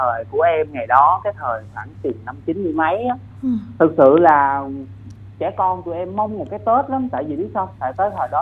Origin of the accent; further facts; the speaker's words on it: Sóc Trăng, Vietnam; now in Vũng Tàu, Vietnam; Hiện tại thì em đang làm việc và ở thành phố Vũng Tàu, còn nhân quê em thì ở Sóc Trăng